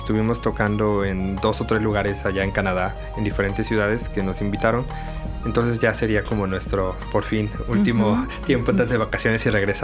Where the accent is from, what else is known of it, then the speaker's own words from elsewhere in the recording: Xalapa, Veracruz, Mexico; ya que nosotros somos la mayoría de Xalapa y estamos somos músicos aquí de la universidad